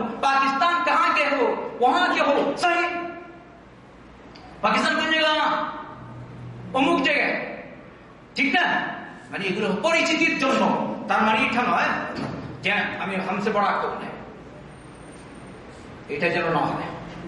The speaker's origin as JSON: {"language": "Bangla", "country": "Bangladesh", "said": "আমি বললাম আমি কলকাতা না, আমি হচ্ছি বাংলাদেশি, আর এ হচ্ছে কলকাতা।"}